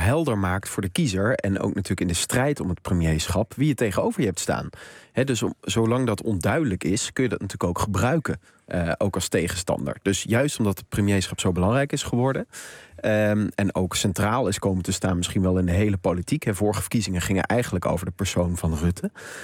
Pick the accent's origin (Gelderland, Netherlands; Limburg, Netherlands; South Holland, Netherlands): Limburg, Netherlands; Maastricht; Had een licht zuidelijk accent. Ik mag dat doen, ik kom uit Maastricht.